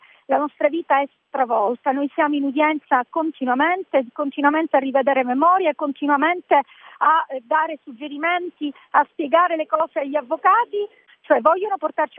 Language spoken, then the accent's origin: Italian; Sicily, Italy; E io ho voluto dare un contributo alla mia terra, la Sicilia, una terra da cui tutti vanno via